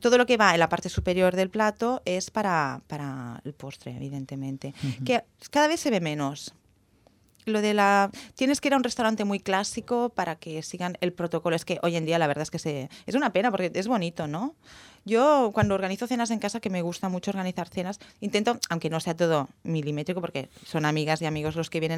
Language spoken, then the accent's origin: Spanish; Catalonia, Spain; Yo digo cava también porque como soy catalana, pues a mí el cava me gusta.